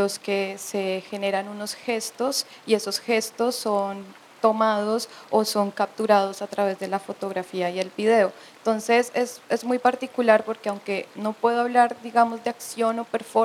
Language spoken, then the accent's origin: Spanish; Norte de Santander, Colombia; A pesar de que soy de norte de Santander, esta residencia se da en el Atlántico